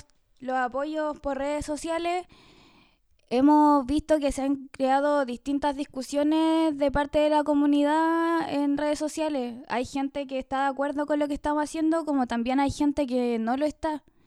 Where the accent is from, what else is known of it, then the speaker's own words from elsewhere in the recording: Puerto Cisnes, Aysén, Chile; porque claramente para seguir mis estudios tengo que salir de mi pueblo